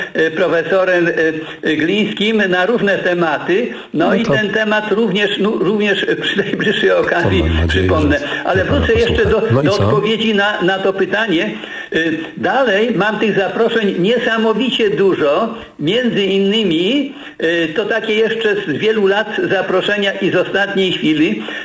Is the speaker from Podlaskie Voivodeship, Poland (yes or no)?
yes; Mońki, Podlaskie Voivodeship, Poland; z Mońkami, gdzie ja mieszkam od urodzenia, a połowę życia to wiadomo w Warszawie